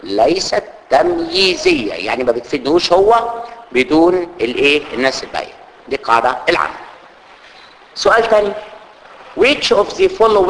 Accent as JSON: {"language": "Arabic", "country": "Egypt", "said": "عندنا في مصر سوق القطيعه"}